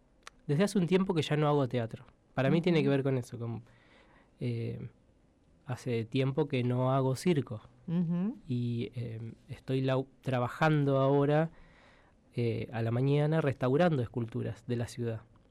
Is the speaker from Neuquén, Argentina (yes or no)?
no; Buenos Aires, Argentina; yo cuando vine de Buenos Aires y fui viendo a escultores